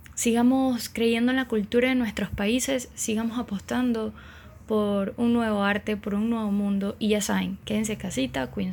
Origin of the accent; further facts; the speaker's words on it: Venezuela; Jocosa, que nos identifica a nosotros como venezolanos y venezolanas.